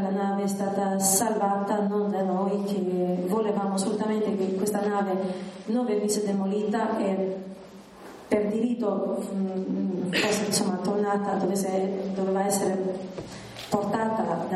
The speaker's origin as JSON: {"language": "Italian", "town": "Vlorë", "region": "Vlorë County", "country": "Albania", "lives_now": "Italy", "said": "non conoscendomi e vivendo in Italia, io sono anche di Valona"}